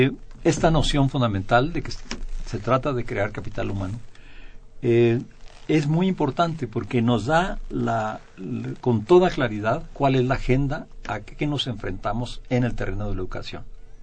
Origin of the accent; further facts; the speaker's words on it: Mexico; Todos los demás somos mexicanos segundos, terceros, cuartos, quintos.